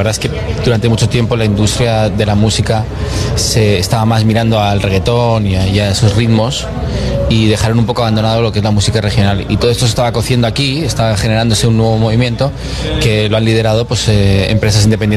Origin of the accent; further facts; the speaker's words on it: Spain; moved away as an adult; now in Miami, United States; yo vine de España a trabajar a Miami en la música